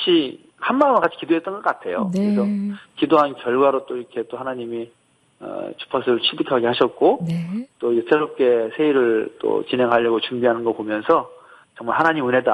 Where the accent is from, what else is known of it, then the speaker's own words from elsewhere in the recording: Jeju, South Korea; 저는 원래 제주도 출신이에요. 제주도에서 태어났고 또 대학 때문에 잠깐 이제 육지로 올라왔다가 네. 다시 제주도 내려오게 됐는데 벌써 내려온 지 10년 됐다고 합니다.